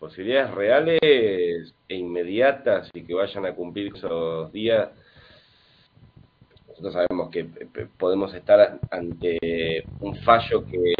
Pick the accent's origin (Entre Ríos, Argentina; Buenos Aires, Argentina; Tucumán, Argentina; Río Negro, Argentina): Buenos Aires, Argentina; no del Bolsón, yo soy de Buenos Aires.